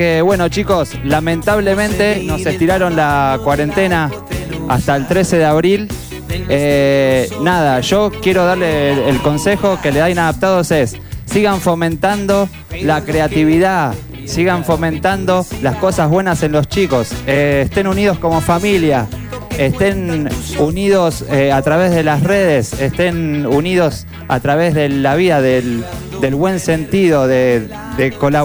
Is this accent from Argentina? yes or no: yes; Argentina; vamos a darle que como argentinos, como digo, estando separados, pero todos juntos vamos a salir.